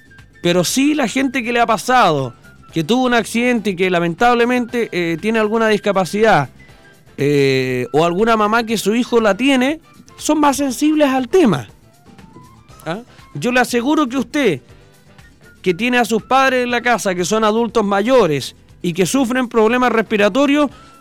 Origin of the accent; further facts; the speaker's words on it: Chile; Así somos los chilenos en todo caso.